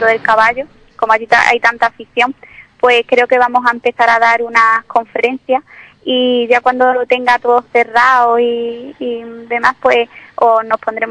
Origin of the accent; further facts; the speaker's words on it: Ubrique, Andalusia, Spain; cuando estoy en mi tierra, cuando estoy en Ubrique